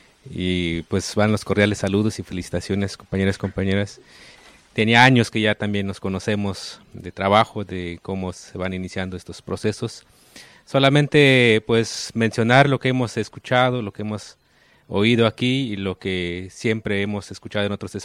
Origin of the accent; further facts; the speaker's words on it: Oaxaca, Mexico; first language Ayuk; estoy hablando Ayuk, es mi lengua materna, del territorio Ayuk, ahí en la parte alta de Oaxaca.